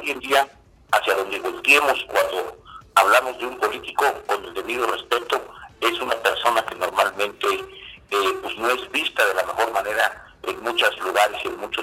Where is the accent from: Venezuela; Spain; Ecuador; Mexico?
Mexico; Poza Rica, Veracruz; es un gusto saludarte y a todos los que escuchas allá en mi ciudad Poza Rica, y desde luego toda la zona norte del estado